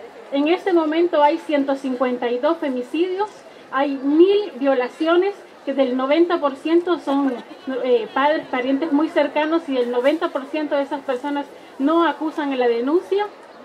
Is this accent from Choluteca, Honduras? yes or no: yes; Choluteca, Honduras; Yo soy de la zona sur, soy de Choluteca y soy de un pueblo.